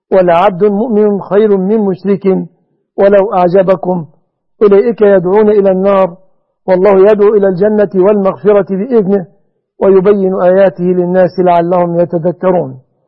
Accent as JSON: {"language": "Arabic", "country": "Egypt", "said": "وما فعله أرجاس أنجاس من رفع الأعلام التي تجوز فعل قوم لوط في بلادنا مصر أثمة ظلمة دخلاء على مصر"}